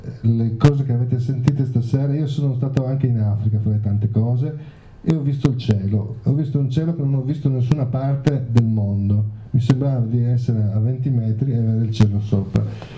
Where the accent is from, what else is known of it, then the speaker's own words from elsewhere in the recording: Villesse, Friuli-Venezia Giulia, Italy; Io vengo dalla provincia di Gorizia, però è l'ultimo paese della provincia di Gorizia sul confine con quella di Udine. Ecco, che è un paesino che si chiama Villesse.